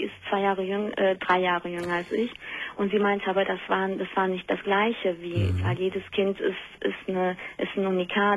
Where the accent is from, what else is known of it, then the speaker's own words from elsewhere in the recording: Vienna, Austria; born there; Ja, ja, und wir sind in Wien geboren. Und ich hab die ganze Zeit geglaubt, sie würde in Österreich leben.